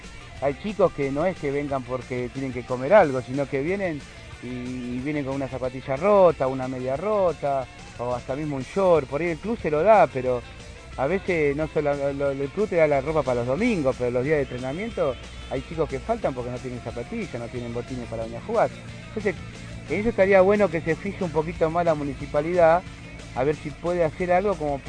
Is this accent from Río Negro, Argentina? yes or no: no; Merlo, Buenos Aires Province, Argentina; Yo soy de Merlo y la mayoría son gratuitas, ¿no?